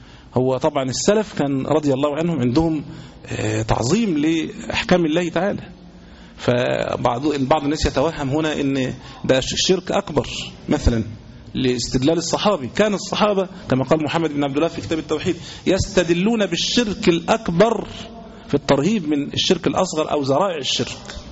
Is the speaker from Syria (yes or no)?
no; Egypt; زي مثلا عندنا في مصر كانوا عاملين التميمة حورس